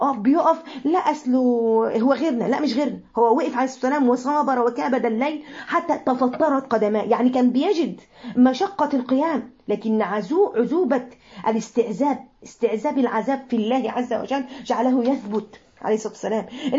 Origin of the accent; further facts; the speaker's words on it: Mansoura, Dakahlia, Egypt; من المنصورة ربنا يبارك في الجميع